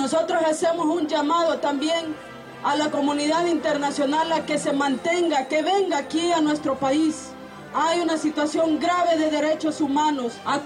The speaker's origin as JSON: {"language": "Spanish", "country": "Honduras", "said": "Tantas cosas que nosotros como pueblo hondureño soñamos como pueblo"}